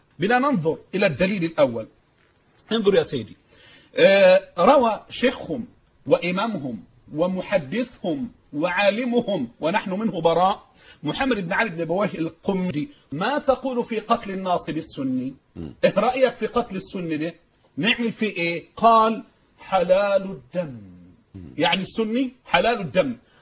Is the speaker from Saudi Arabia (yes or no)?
no; Egypt; عندنا في مصر